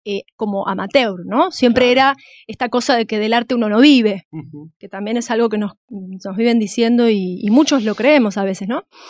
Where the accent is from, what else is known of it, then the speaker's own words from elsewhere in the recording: Villa Luro, Buenos Aires, Argentina; born there; Yo nací en Villaluro.